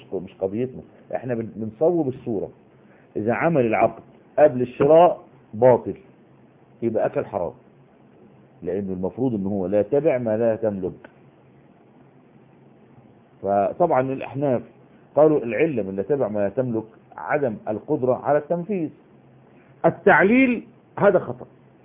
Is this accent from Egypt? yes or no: yes; Egypt; احنا دلوقتي يعني على سبيل المثال عندنا في مصر حتة اسمها وسط البلد، وفي حتة اسمها العتبة.